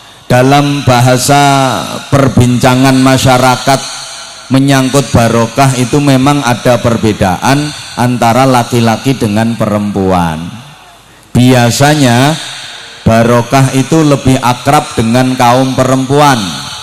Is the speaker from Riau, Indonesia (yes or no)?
no; Bojonegoro, East Java, Indonesia; Kalau dalam bahasa daerah saya, Bojonegoro